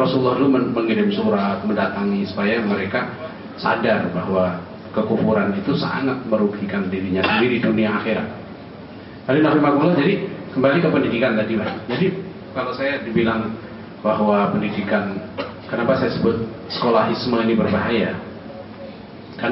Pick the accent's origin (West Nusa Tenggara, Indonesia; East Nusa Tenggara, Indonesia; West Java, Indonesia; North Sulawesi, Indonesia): West Java, Indonesia; Depok; Saya enggak ada urusan, saya orang Depok ya.